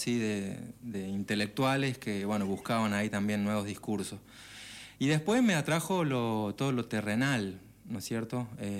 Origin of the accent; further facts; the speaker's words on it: Córdoba, Argentina; born there; Nací en Córdoba porque estaban viviendo en La Pampa mis viejos, viajaron a Córdoba.